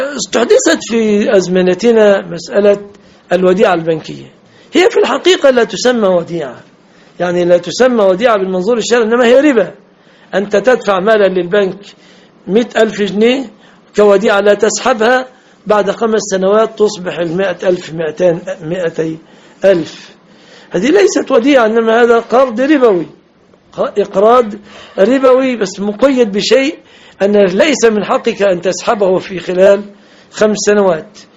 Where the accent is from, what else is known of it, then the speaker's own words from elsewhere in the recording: Egypt; لان صداق المرأة تمثل في عفش ومؤخر وشبكة في بلادنا مصر